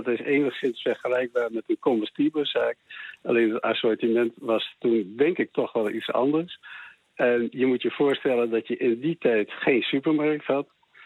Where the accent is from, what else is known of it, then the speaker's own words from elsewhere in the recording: Leeuwarden, Friesland, Netherlands; bij ons in Leeuwarden was een comestibele zaak in de jaren 50.